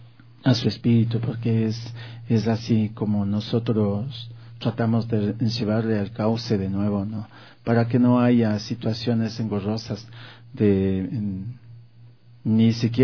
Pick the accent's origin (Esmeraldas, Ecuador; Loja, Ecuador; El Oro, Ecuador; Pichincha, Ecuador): Pichincha, Ecuador; Quito; born there; Yo nací aquí en Quito, soy un descendiente de Atahualpa. Mi apellido